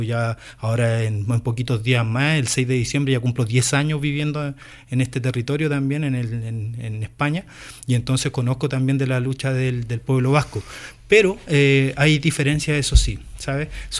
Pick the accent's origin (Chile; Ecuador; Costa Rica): Chile; born there; la sensación de Connie nació en Chile, yo nací en Chile, ¿vale? Entonces, por una cuestión de documento, por lo menos de identidad, tenemos esa nacionalidad.